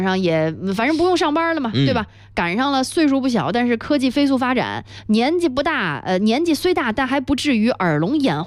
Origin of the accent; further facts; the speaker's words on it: South China, China; 我小时候生活在南方，冬天可真不好过。